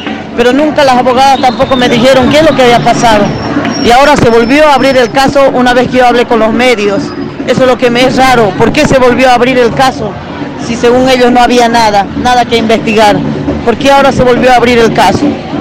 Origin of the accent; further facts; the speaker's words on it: Potosí, Bolivia; Bueno, yo soy boliviana, soy de Potosí, y mi hija también es de Potosí.